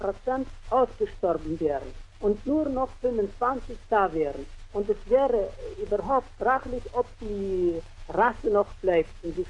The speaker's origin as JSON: {"language": "German", "town": "Orenburg", "region": "Orenburg Oblast", "country": "Russia", "moved": "as an adult", "said": "Ich bin aus Orenburg und habe die Möglichkeit gehabt, am 28. Juni Sowjetrussland zu verlassen. Es waren wohl viele Schwierigkeiten im Wege gelegt worden, aber doch ist es gelungen zu entfliehen. Ich lebte die letzten 2 Jahre in Orenburg"}